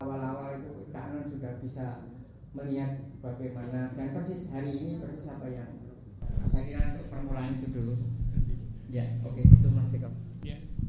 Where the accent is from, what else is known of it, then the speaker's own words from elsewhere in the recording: Batang, Central Java, Indonesia; saya itu masih ingat saya dari Batang sebelah barat kali.